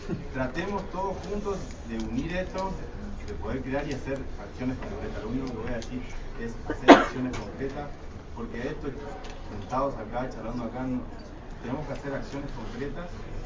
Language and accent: Spanish; Misiones, Argentina; soy integrante del movimiento semillero de Misiones, vengo de Misiones, soy en Esmaela, hoy día estamos trabajando en Esmaela.